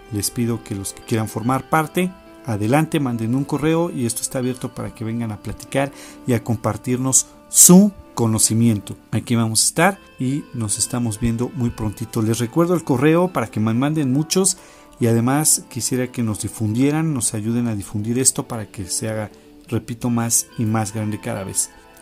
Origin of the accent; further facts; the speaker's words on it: Mexico; Quiero mandarle un saludo a todos ustedes que nos escuchan aquí en mi país, México